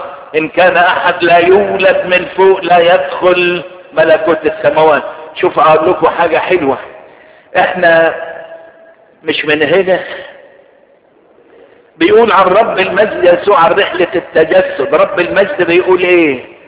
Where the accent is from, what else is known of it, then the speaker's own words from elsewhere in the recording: Egypt; انا فرحان، وانا بقول دلوقتي انا فرحان لاني انا مصري